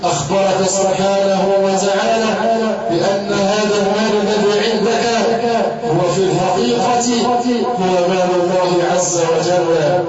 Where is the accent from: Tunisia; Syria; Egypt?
Egypt; عندنا في مصر عباد الله لو كان احد الناس ياكل من المزابل